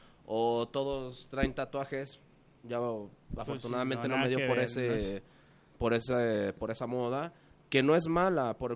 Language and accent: Spanish; Mexico City, Mexico; born there; Nací por azares del destino en el Distrito Federal.